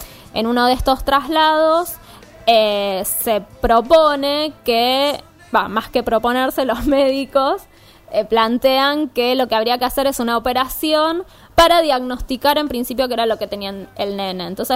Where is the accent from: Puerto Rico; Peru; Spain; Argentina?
Argentina; Avellaneda, Buenos Aires Province; Soy de Avellaneda, no soy porteña.